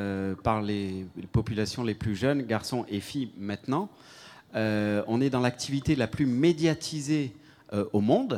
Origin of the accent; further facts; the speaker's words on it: Switzerland; comme je suis suisse, je me dois de respecter le timing.